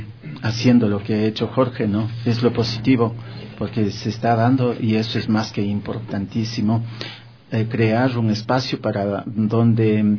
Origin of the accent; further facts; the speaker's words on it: Quito, Pichincha, Ecuador; born there; Yo nací aquí en Quito, soy un descendiente de Atahualpa. Mi apellido